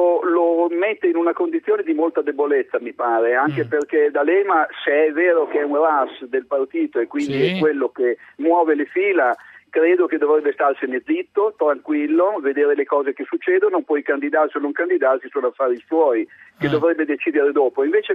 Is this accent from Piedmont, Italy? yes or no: no; Bologna, Emilia-Romagna, Italy; ma sono di Bologna.